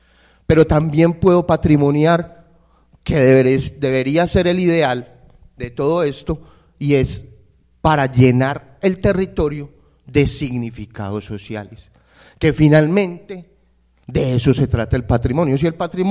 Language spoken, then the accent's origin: Spanish; Medellín, Antioquia, Colombia; Nosotros acá casi todos nos identificamos como paisas, no como medellinenses.